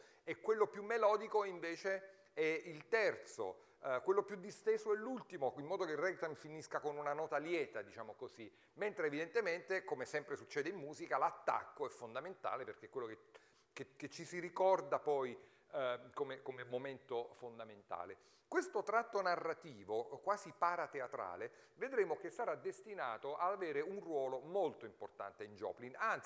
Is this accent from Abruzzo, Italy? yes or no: yes; Abruzzo, Italy; abruzzese come il vostro conferenziere, quindi c'è insomma un elemento di sangue